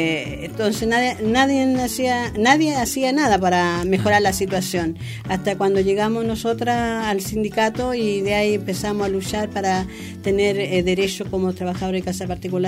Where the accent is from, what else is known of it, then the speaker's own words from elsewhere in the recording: Santiago, Santiago Metropolitan, Chile; now in Osorno, Chile; porque yo vengo de Santiago, no voy a ganar lo mismo que se gana en el sur.